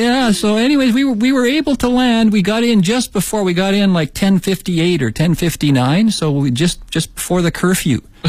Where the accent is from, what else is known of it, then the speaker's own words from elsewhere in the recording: Canada; now in Beijing, China; I come from Canada. I work for a small American engineering and equipment sales company here in Beijing. Been here now this time since 2007. It's close to 11 years.